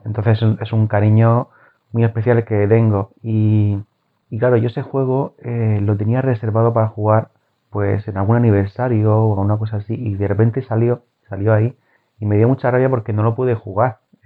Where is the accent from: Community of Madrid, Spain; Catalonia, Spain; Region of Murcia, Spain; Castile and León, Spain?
Region of Murcia, Spain; Murcia; Es que yo no tengo dicción, soy de Murcia, entenderme, no tengo dicción, no sé vocalizar bien.